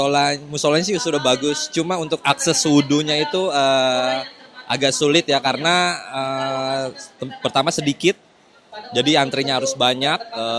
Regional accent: Bogor, West Java, Indonesia; Saya dari Bogor, Gunung Sindir.

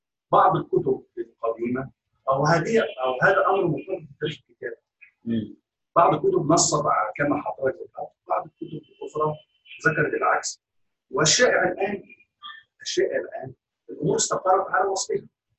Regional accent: Libya; أنا من ليبيا.

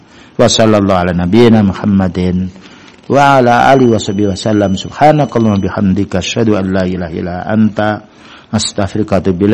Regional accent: Java, Indonesia; Karena kita ini bukan orang Arab, wong Jawa, bahasa Indonesia.

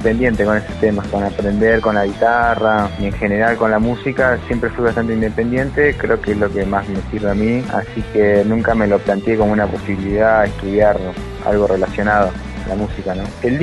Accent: Esquel, Chubut, Argentina; Yo soy de Esquel.

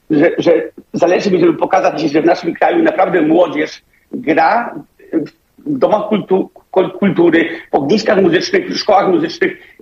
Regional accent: Denmark; Polish is a second language; now in Poland; sam wychowałem się w kraju, w którym największa góra ma 180 metrów chyba, czy nawet nie 180, już nie pamiętam jaka, ale Dania jest bardzo płaskim krajem

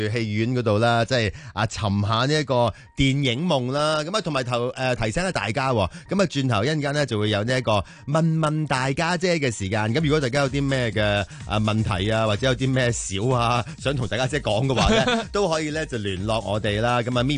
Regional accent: Hong Kong

